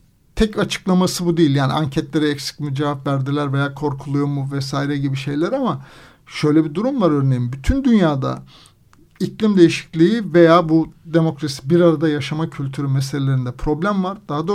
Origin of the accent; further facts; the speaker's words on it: Anatolia, Turkey; Yani ben Anadolu'nun bir kasabasında doğup büyüdüm. 2000 nüfuslu, hala da nüfusu işte 2000 civarında.